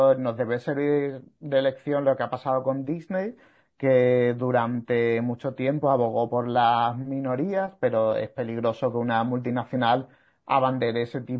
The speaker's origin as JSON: {"language": "Spanish", "town": "Sanlúcar de Barrameda", "region": "Andalusia", "country": "Spain", "lives_now": "Seville, Spain", "said": "Yo vivo aquí, o sea, en Sevilla, o sea que, pero yo soy de Cádiz, también de San Lucas de Barrameda."}